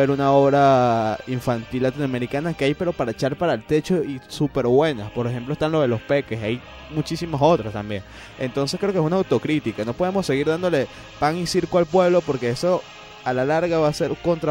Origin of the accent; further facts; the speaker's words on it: Venezuela; Es necesario que nosotros como venezolanos nos refresquemos.